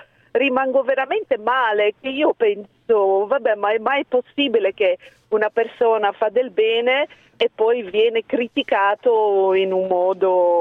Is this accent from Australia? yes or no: no; Belgium; Italian is a second language; Io sono belga.